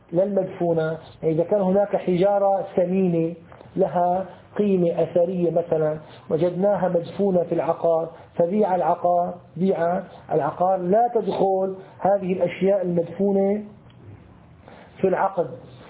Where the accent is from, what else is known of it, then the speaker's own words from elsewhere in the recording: Syria; ومثل نسموه عندنا في سوريا البلوك